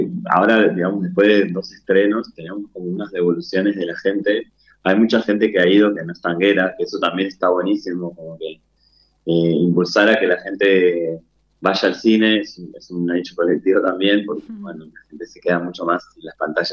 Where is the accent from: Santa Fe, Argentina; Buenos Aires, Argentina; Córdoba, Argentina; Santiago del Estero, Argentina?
Buenos Aires, Argentina; now in Entre Ríos, Argentina; Mi tonada acá en Entre Ríos, todavía camino y soy porteño, o sea, totalmente, así que la llevo mi tonada a todos lados.